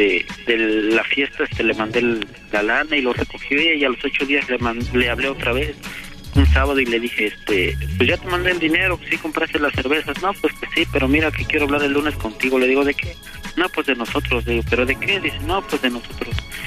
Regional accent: Puebla, Mexico; Yo soy poblano

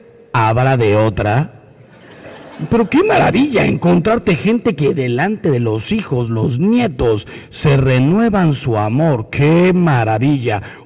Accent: Mexico; Soy mexicano, pero no vivo en México, vivo en un avión que desgraciadamente no es mío.

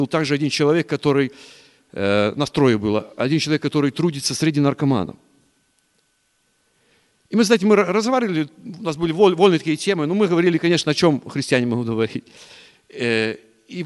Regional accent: Chernivtsi Oblast, Ukraine; Я вот из Черновицкой области

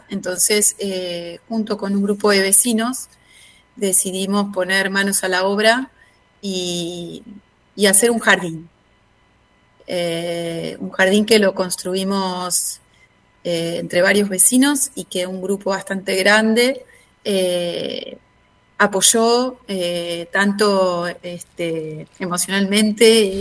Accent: Núñez, Buenos Aires, Argentina; En realidad somos de Núñez, porque Saavedra es un poquito más vecinos.

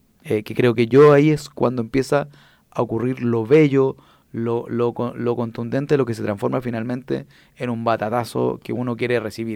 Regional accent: Santiago Metropolitan, Chile; yo fui presidente de ese movimiento y que vengo de La Caro y que fui del barrio Borgoño y de los H.

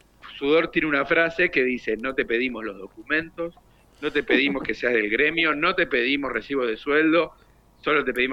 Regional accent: Dock Sud, Buenos Aires Province, Argentina; somos precisamente de Dock Sud, una localidad ahí ni bien cruzando La Boca, en el partido de Avellaneda, en la localidad de Dock Sud, donde tenemos nuestra sala de ensayo

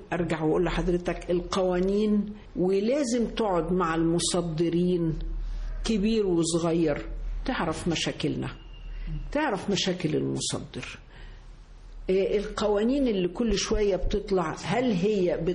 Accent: Egypt; زي التاريخ عندنا في مصر، أنت في مصر عندك تاريخ مش عند حد

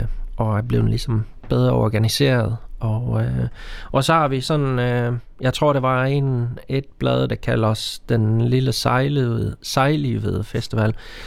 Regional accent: Sweden; Danish is a second language; now in Denmark; fordi jeg er oprindelig fra Sverige nemlig

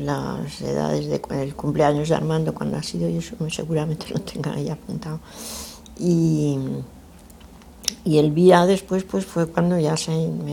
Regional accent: Argentina; born there; fue cuando yo nací allí en Argentina.

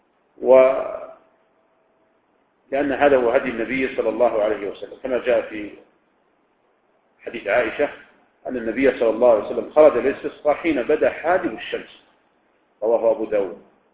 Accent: Riyadh, Riyadh Province, Saudi Arabia; يعني مثلا لو كان عندنا في الرياض مثلا يعني لم ينصف قحط لكن بعض مناطق المملكة هناك قحط

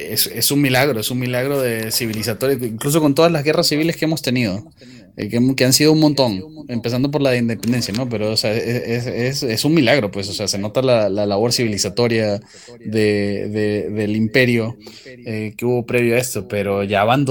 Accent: Venezuela; now in Peru; Yo, la verdad, me da risa que vengo de Venezuela y empieza a pasar lo mismo aquí

